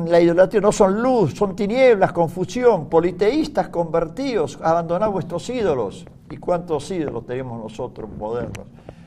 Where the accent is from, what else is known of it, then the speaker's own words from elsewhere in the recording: Argentina; Yo llamo a mi Argentina España, España de ultramar.